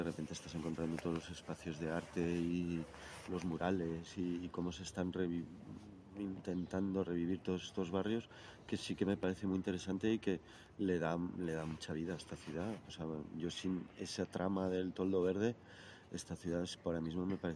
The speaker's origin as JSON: {"language": "Spanish", "town": "Madrid", "region": "Community of Madrid", "country": "Spain", "said": "porque yo soy del centro de Madrid, o sea, yo no soy de un barrio de toldo verde."}